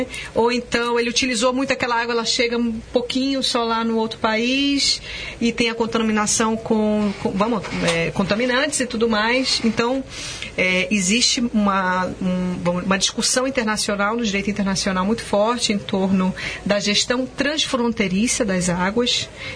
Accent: Manaus, Amazonas, Brazil; Como é que no Brasil, eu sou de Manaus, né? Sou lá da Amazônia, muita água, água cruzando a cidade.

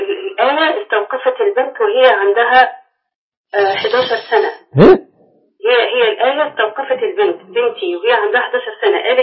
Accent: Egypt; عندنا في مصر

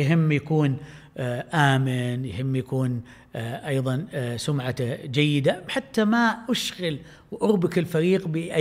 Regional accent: Saudi Arabia; إذا كان لهم في مقابسهم خصوصية مختلفة عندنا في السعودية

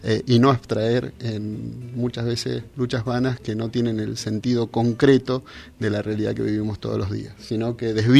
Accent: Mendoza, Argentina; now in Bahía Blanca, Argentina; Bueno, soy mendocino, ¿no? Hace un año que estoy acá en Bahía Blanca y en la Universidad Nacional

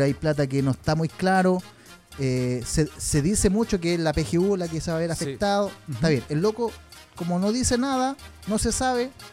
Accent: Chile; yo, como soy chileno, si en su gestión lo hace bien, a todo Chile técnicamente debería irle bien

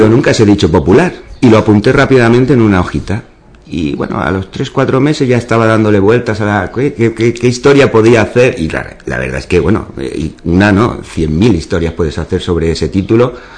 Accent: Ubrique, Andalusia, Spain; digo, mi juventud la pasé aquí, mi infancia y bueno, y el arraigo que tengo a Ubrique lo considero mi pueblo, ¿no? Las montañas estas las llevo muy presentes siempre

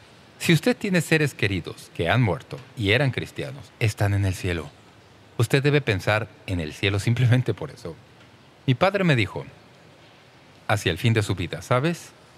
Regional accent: Toledo, Ohio, United States; born there; now in San Diego County, United States; Yo nací en Toledo, Ohio, y vivo en el condado de San Diego.

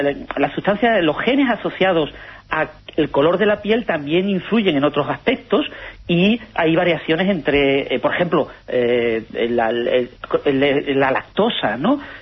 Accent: Spain; yo, que soy español

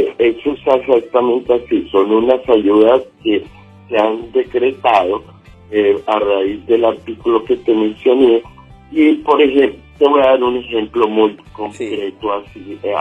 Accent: Colombia; nuestra calidad como colombianos no la hemos perdido, y mucho menos como víctima, y que no nos sigan teniendo en este sentido invisibilizados porque no estamos en el territorio nacional.

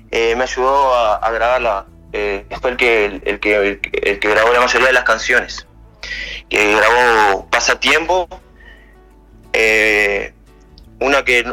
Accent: Rivera, Uruguay; Yo soy de Rivera.

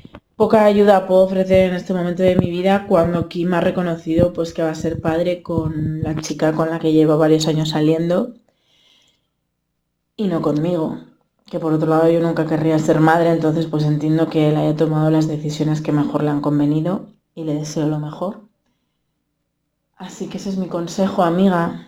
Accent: Zamora, Castile and León, Spain; que soy zamorana y he vivido me he criado con muchas carencias.

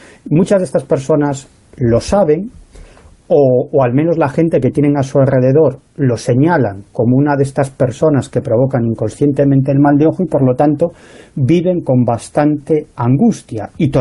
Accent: Galicia, Spain; Por ejemplo, sabéis, yo soy gallego, ¿no?

